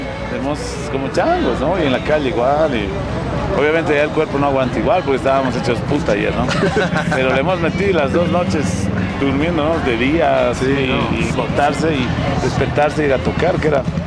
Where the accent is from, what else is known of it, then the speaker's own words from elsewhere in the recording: La Paz, Bolivia; esta es nuestra ciudad, ¿no? Nosotros somos de La Paz